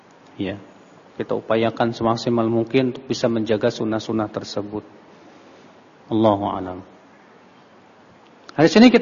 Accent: Indonesia; saya bukan orang Saudi, saya orang Indonesia.

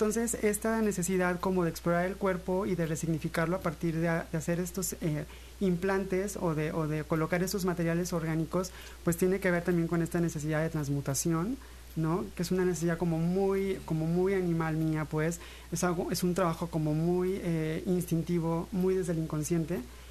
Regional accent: Pánuco, Veracruz, Mexico; Justo Pánuco en el extremo norte, somos ya más tamaulipecos a veces, uh-huh, por esta relación geográfica, que veracruzanos inclusive

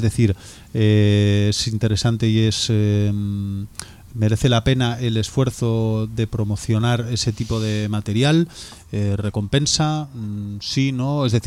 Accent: Vigo, Galicia, Spain; como nosotros somos de Vigo y nosotros somos irreverentes

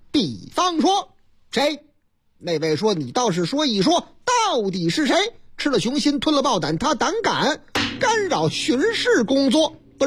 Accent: Shandong, China; 这也是这个山东是啊，是我老家山东啊

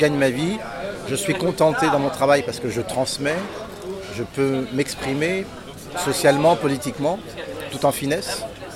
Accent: Paris, Île-de-France, France; born there; Je suis né à Paris, mais les gens ne le savent pas.

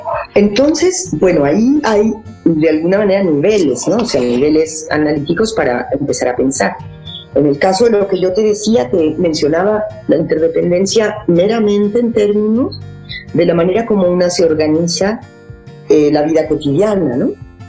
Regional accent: Mexico; Y sí siento que no hemos tenido capacidad como sociedad mexicana, como gremio

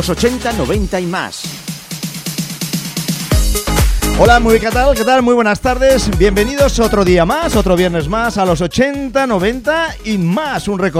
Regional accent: Spain; porque así somos los españoles, asumimos cualquier fiesta.

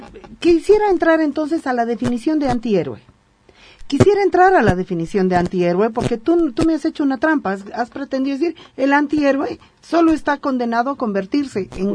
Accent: Bolivia; me siento como boliviana feliz, porque si bien somos un poco chauvinistas, también somos muy iconoclastas.

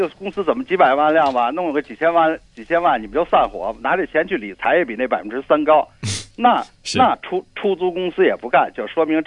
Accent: Beijing, China; 我们北京人基本上。

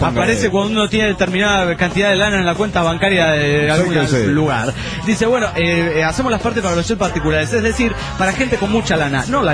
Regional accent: Mexicali, Baja California, Mexico; Hola, ¿qué tal? … de Mexicali, México.

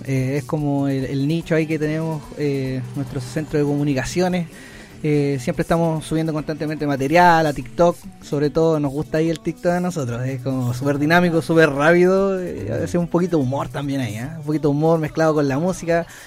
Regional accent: Chile; born there; Yo creo que soy mexicano y nací acá en Chile, sí.

